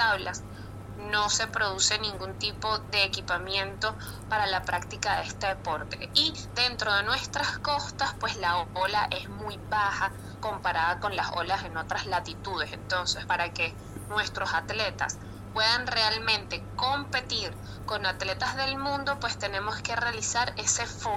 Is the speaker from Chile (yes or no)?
no; Venezuela; cómo vería yo como venezolana a los atletas para este París 2024?